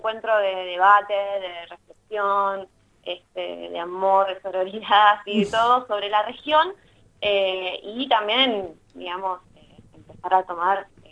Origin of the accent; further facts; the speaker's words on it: Azul, Buenos Aires Province, Argentina; Sí, sí, ambas somos de Azul